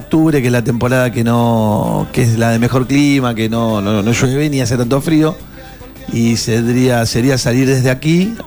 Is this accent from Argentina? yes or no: yes; Bernal, Buenos Aires Province, Argentina; Soy de Bernal, sí, nací en Quilmes, nací.